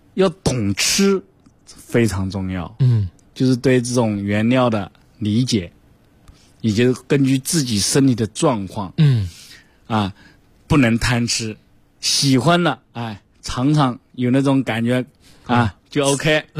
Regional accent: Jiangsu, China; 像我江苏人，我就吃不惯那个烟熏的味道

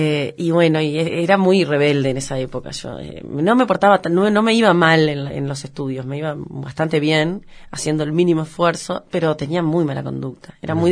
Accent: Paysandú, Uruguay; also born or lived in Montevideo; Nací en Montevideo, pero al día siguiente ya estaba en Paysandú. Viví toda mi infancia ahí en Paysandú. Se podría decir que nací en Paysandú, es lo mismo. Y sí, me crié muy cerca del río, Uruguay. Me crié mucho, estuve mucho en el campo.

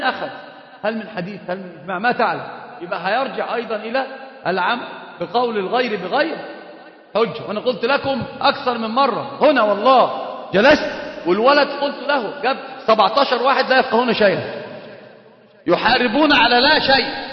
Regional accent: Egypt; وطبعا عندنا في مصر مشهورة جدا علقها في رقبة عالم

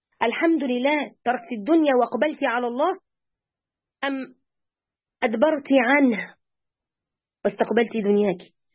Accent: Egypt; ونتذكرهم ما كان من هؤلاء الفراعنة وإحنا مصريين

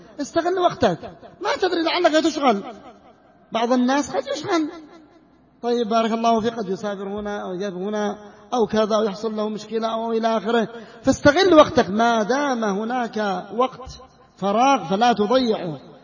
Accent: North Yemen, Yemen; في البلاد اليمنية، حتى في المناطق الذي يسمى محتلة عندنا في الشمال

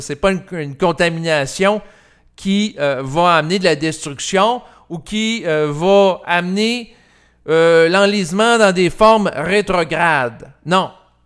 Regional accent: Quebec City, Quebec, Canada; quand j'étais jeune, je vivais à Québec et j'allais à l'hôpital L'Enfant Jésus.

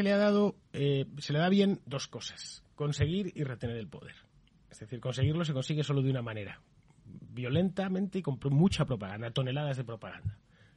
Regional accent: Madrid, Community of Madrid, Spain; yo soy madrileño, Pablo es murciano

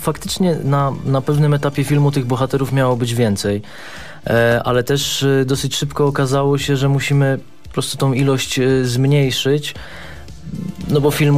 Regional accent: Gdynia, Pomeranian Voivodeship, Poland; now in Warsaw, Poland; ja pochodzę z Gdyni, ale mieszkam w Warszawie

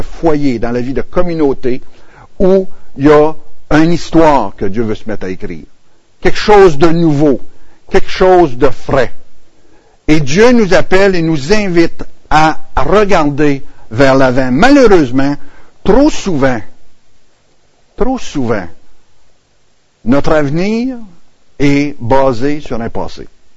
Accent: Quebec, Canada; Je suis natif de l'Abitibi, région minière. C'est à l'autre bout.

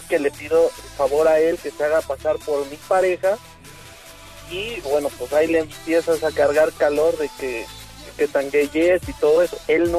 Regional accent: Mexico City, Mexico; moved away as an adult; now in Xalapa, Mexico; Yo soy del DF. Llevo 4 años viviendo acá en el estado de Veracruz.

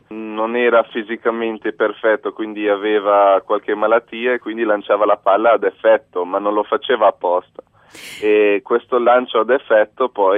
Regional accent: Almora, Uttarakhand, India; Sono nato in India. La mia mamma è italiana, mio padre è svedese e sono cresciuto praticamente per tutta la vita in India, in un posto dove si chiama, dove insomma davanti a casa nostra c'era l'Himalaya e si chiama Almora il posto

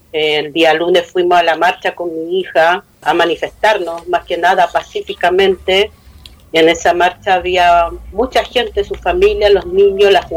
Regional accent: Araucanía, Chile; first language Mapudungun; Spanish is a second language; los voy a saludar en mi lengua materna, que es Mapuche, Marimari Lamien, Marimari Compuché … cutora de Radio Huelquén Curru, medio de comunicación Mapuche de la Araucanía

